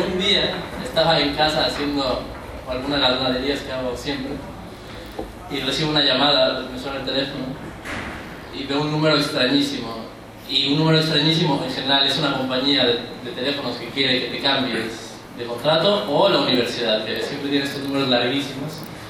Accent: Mexico; now in Barcelona, Spain; soy mexicano y vivo en Barcelona.

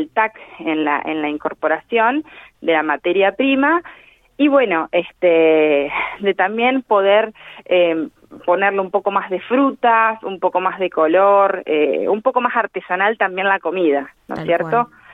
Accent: Argentina; como argentinos y tener esta gastronomía tan variada

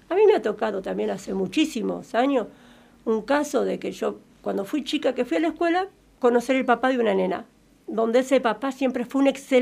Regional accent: Santa Rosa, La Pampa, Argentina; porque Santa Rosa es chico, yo soy de Santa Rosa

